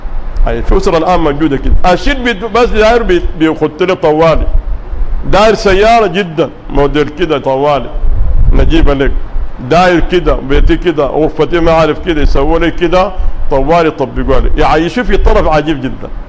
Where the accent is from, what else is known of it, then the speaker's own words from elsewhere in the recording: Sudan; وقلت لهم الآن عندنا في السودان الابن أول ما تقرب النتائج الناس كلها خايفة